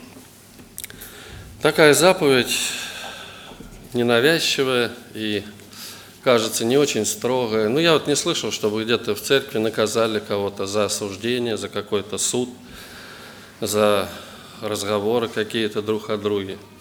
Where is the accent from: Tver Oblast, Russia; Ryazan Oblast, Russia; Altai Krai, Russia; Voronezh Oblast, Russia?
Voronezh Oblast, Russia; Voronezh; я из Воронежа.